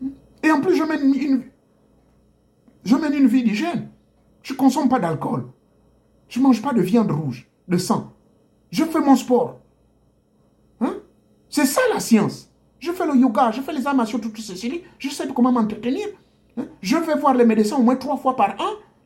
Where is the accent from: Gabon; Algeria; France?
Gabon; chez moi au Gabon